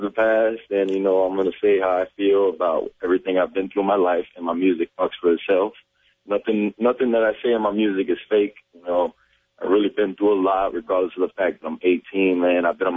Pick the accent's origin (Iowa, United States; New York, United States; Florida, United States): Florida, United States; Miami; I'm still from Miami, man. They got to support me.